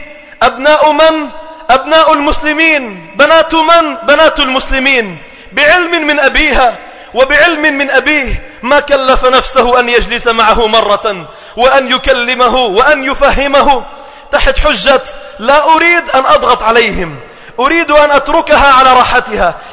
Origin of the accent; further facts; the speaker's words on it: Sidon, South Governorate, Lebanon; بدأنا نرى بعض المناظر على المسبح الشعبي عندنا في صيدا